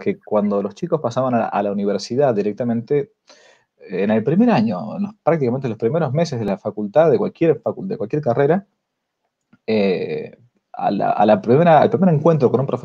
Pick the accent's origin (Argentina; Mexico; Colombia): Argentina; accent: porteño; como yo no soy de San Rafael, sino que más bien para ellos era un porteño, ¿no? Aunque no nací en Buenos Aires, pero tengo la tornada más bien de un porteño